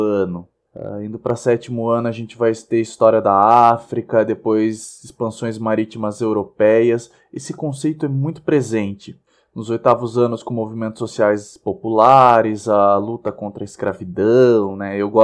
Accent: Sorocaba, São Paulo, Brazil; Vale lembrar nós, que somos aqui da região de Sorocaba, das cidades vizinhas, Piedade e Salto

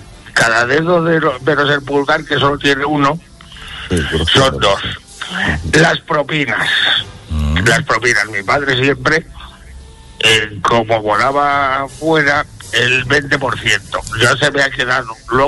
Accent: Manacor, Balearic Islands, Spain; porque yo soy mallorquín, yo nací en Manacor, ¿cierto?

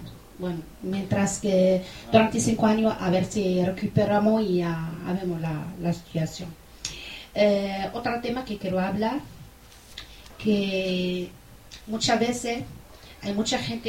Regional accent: Morocco; soy marroquí

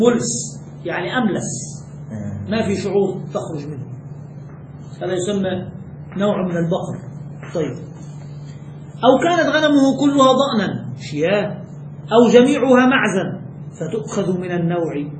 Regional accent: Egypt; الجاموس هذا من عندنا، فهذا كثير عندنا في مصر

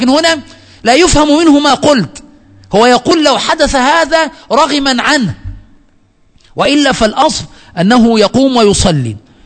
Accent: Egypt; هنا من الأمور السيئة التي وجدت عندنا في مصر

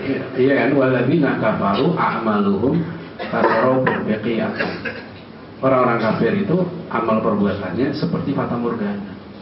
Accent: Depok, West Java, Indonesia; Saya enggak ada urusan, saya orang Depok ya.

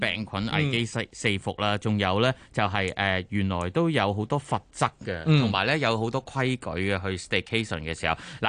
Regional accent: Hong Kong

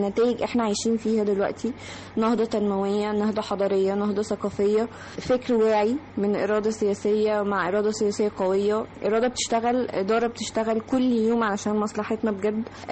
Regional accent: Egypt; ونفخر بنفسنا كمصريين

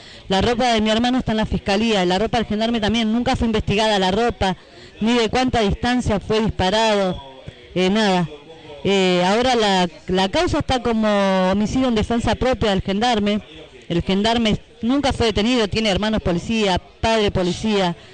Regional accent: Merlo, Buenos Aires Province, Argentina; Nosotros somos del partido de Merlo. Esto pasó en el barrio Parque del Sol de Merlo.

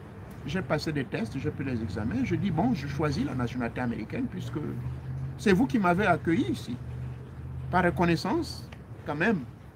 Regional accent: Gabon; moved away; Je suis né au Gabon. Je suis fier d'être Gabonais.

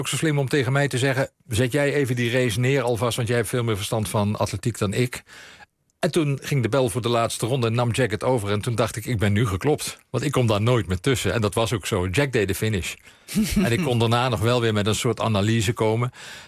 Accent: Limburg, Netherlands; also born or lived in East Groningen; Ik kom zelf uit Limburg en dan...

